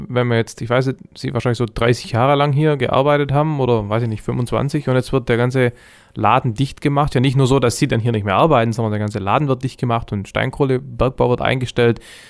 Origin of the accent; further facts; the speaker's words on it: Southern Germany, Germany; kommt man nicht alle Tage hin als Süddeutscher.